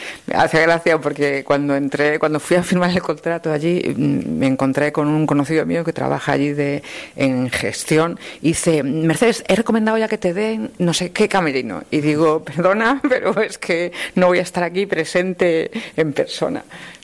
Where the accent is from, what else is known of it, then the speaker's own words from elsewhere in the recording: Galicia, Spain; me hayan llamado de Galicia, de mi tierra, para trabajar en una serie